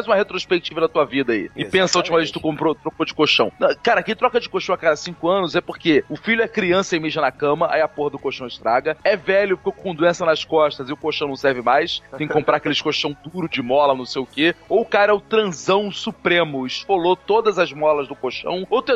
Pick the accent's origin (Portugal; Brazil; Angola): Brazil; Duque de Caxias, Rio de Janeiro; no magnífico município de Duque de Caxias, minha terra natal